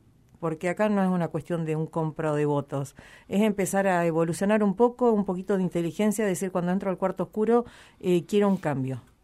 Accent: Necochea, Buenos Aires Province, Argentina; que yo desde mi ciudad natal, desde Necochea, que hace unos años viviendo acá

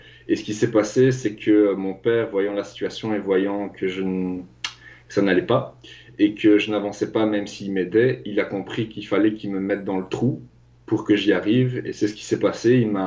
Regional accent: Belgium; il a fallu, en fait, concrètement, que mon père me renvoie dans mon pays d'origine, parce que je dois dire que j'étais en Afrique. Et donc, il m'a ramené dans mon pays d'origine en Belgique.

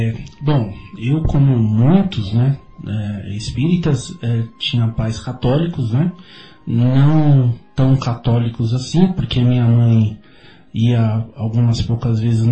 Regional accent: São Paulo, Brazil; porque eu sou de São Paulo, né?

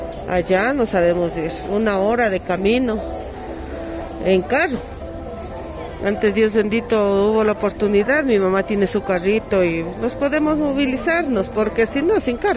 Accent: Quito, Pichincha, Ecuador; yo soy de aquí, de la ciudad de Quito, soy yo, de aquí del barrio la Nueva Aurora Alta, que está en la parroquia La Libertad.

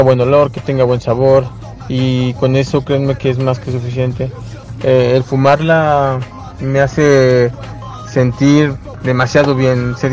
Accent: State of Mexico, Mexico; tengo 37 años, soy originario del Estado de México.

